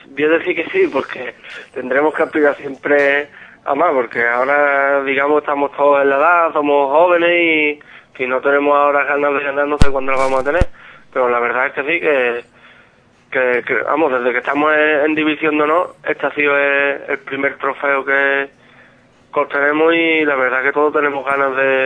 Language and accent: Spanish; Grazalema, Andalusia, Spain; somos todos de Grazalema y eso, un grupo de amigos